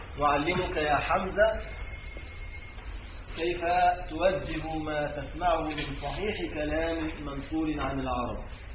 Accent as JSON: {"language": "Arabic", "country": "Egypt", "said": "في بلادنا موجود للأسف، يعني في بلادنا مصر يعني،"}